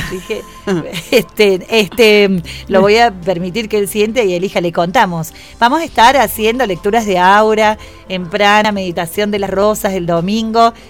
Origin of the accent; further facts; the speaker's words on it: Córdoba, Argentina; soy de Córdoba Capital